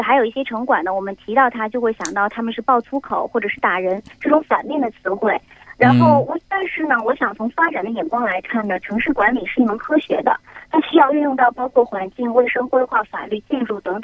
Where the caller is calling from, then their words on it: Hong Kong; 我是在香港。